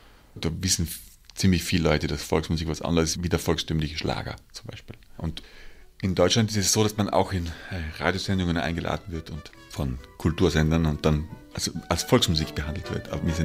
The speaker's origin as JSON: {"language": "German", "town": "Innervillgraten", "region": "Tyrol", "country": "Austria", "tie": "born there", "said": "Ich bin gebürtig aus Innerfellgraten. Das ist ein kleines Dorf in Osttirol, im Süden von Österreich auf 1402 Metern über dem Meer."}